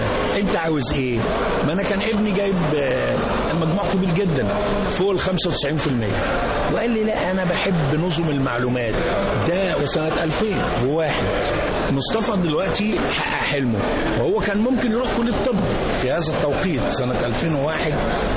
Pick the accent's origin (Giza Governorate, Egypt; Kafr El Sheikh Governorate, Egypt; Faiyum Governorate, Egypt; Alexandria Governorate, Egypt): Alexandria Governorate, Egypt; Alexandria; لأن أنا كنت أصلا من اسكندرية